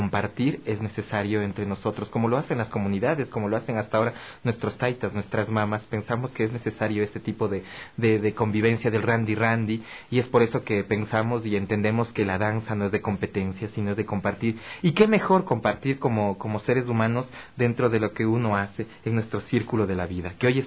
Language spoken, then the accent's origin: Spanish; Otavalo, Imbabura, Ecuador; Yo provengo de la comunidad de Ilumán, de Otavalo. Papá y mamá pues son criados allá